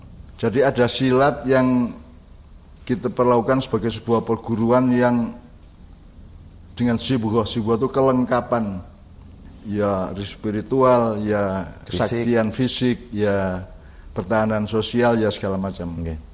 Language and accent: Indonesian; Menturo, East Java, Indonesia; Jadi saya orang Menturo ya, sekeluarga orang Menturo, Sumombito, Jombang.